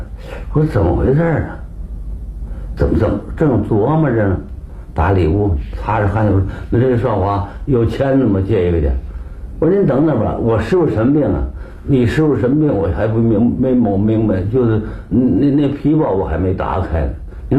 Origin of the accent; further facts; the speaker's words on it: Tianjin, China; 还有我们天津人，嘛病？